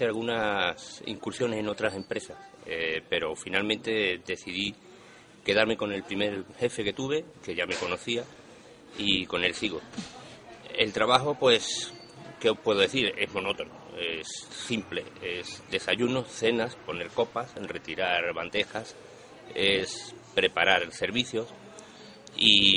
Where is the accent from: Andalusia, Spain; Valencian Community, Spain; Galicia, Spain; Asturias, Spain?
Andalusia, Spain; Jerez de la Frontera; born there; now in Playa Blanca, Spain; yo nací en Jerez de la Frontera, Cádiz.